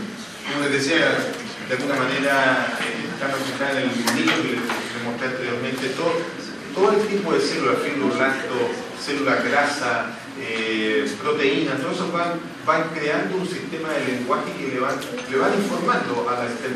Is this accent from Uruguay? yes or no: no; Chile; no, yo soy chileno, ¿cómo voy a estar desmayando aquí?